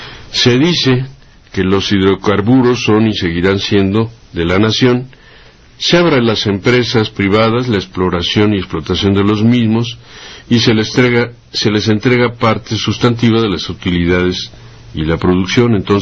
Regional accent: Mexico; para que nos vayamos acostumbrando al papel que nos corresponderá como mexicanos

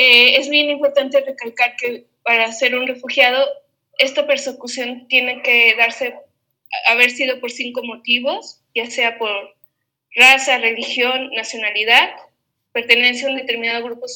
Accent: Mexico; como por ejemplo que yo soy mexicana

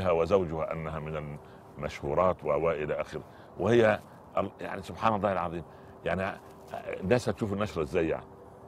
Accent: Upper Egypt, Egypt; now in Cairo, Egypt; أنا جيت من الصعيد مولانا إلى القاهرة

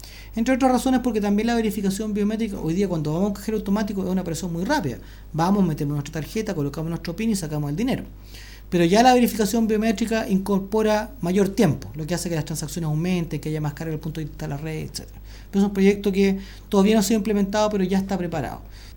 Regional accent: Chile; A ver, en Chile, en mi país, nosotros tenemos una característica

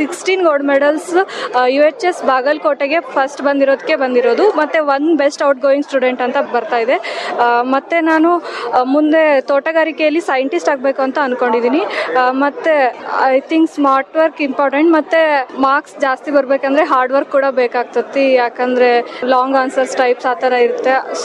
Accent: Holalu, Karnataka, India; ನಮ್ಮೂರು ವಿಜಯನಗರ ಡಿಸ್ಟಿಕ್ನ ಹೊಳಲು.

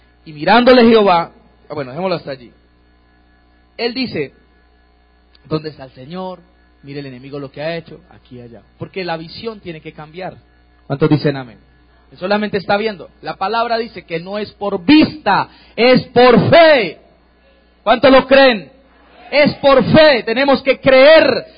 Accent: Cali, Valle del Cauca, Colombia; Tú que vives aquí, yo vengo de Cali, pero tú que estás aquí

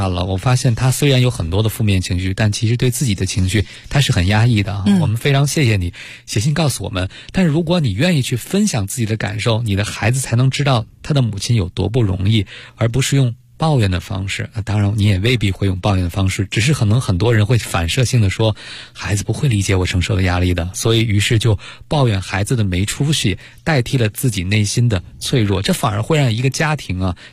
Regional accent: China; 房子确实可能对我们中国人来讲是很重要的

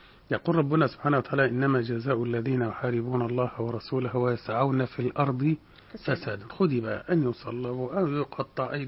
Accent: Egypt; فهذا راجع إلى قلة الإنتاج عندنا كمصريين بشكل عام

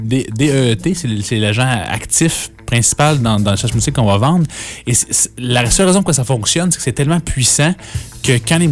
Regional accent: Quebec, Canada; je suis de l'Outaouais.

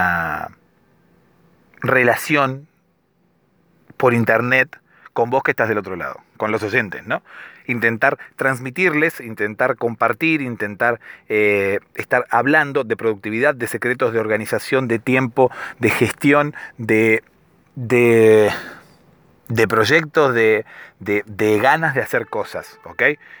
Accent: Argentina; soy de Argentina y por eso hablo de vos.

